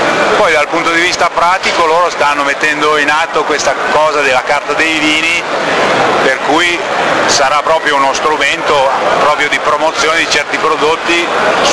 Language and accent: Italian; Colle di Val d'Elsa, Tuscany, Italy; Noi siamo della Toscana, di Colle Valdelsa, in provincia di Siena.